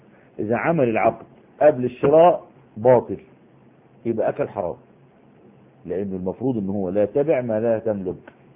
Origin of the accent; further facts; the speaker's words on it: Egypt; احنا دلوقتي يعني على سبيل المثال عندنا في مصر حتة اسمها وسط البلد، وفي حتة اسمها العتبة